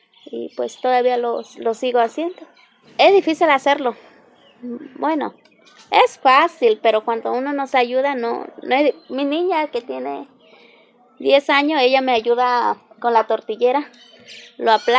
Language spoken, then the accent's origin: Spanish; Santa María Jicaltepec, Oaxaca, Mexico; y pues aquí soy de Santa María Jicaltepec.